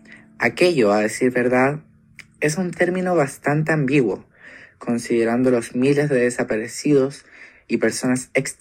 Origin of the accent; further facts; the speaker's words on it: Chile; Como chilena que ha vivido el sistema educacional de este país